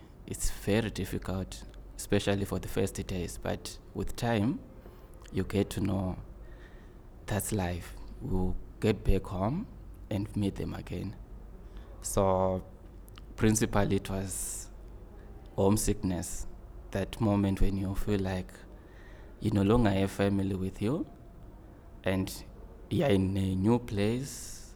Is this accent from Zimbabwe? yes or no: yes; Zimbabwe; I come from Zimbabwe, in the southern part of Africa.